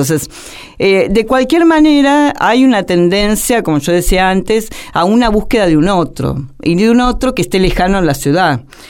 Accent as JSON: {"language": "Spanish", "region": "Buenos Aires", "country": "Argentina", "said": "hablo en términos de la porteñidad, tal como se nos llama. Ahora, somos porteños"}